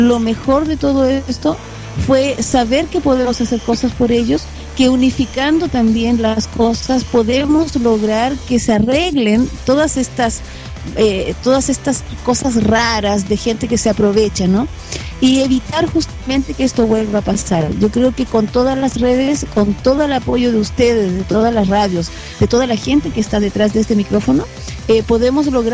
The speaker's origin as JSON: {"language": "Spanish", "country": "Chile", "said": "te pillas así como, pero ¿por qué, si soy chilena?"}